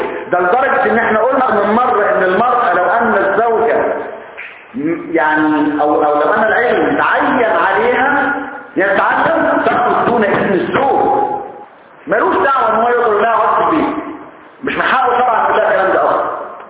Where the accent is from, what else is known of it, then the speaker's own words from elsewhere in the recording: Egypt; احنا كمصريين اساتذة لحظة